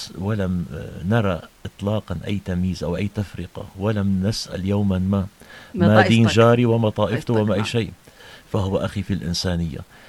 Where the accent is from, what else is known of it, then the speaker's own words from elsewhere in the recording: Latakia, Latakia Governorate, Syria; سيدتي المحترمة، أنا ابن اللاذقية.